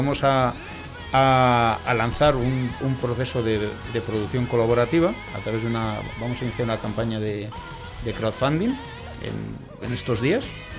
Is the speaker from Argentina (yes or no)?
no; Burgos, Castile and León, Spain; no nos olvidamos que nosotros somos de Burgos, y entonces el proyecto nace en Burgos